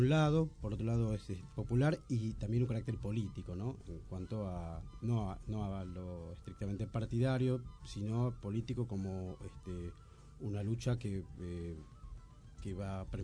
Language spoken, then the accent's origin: Spanish; Argentina; also born or lived in Brazil; cuando nací estuve unos años allá, hasta que vinimos otra vez a Argentina y... Y bueno, fui hasta el 87 por ahí, iba y venía. No me podía quedar quieto en ninguno de los dos países.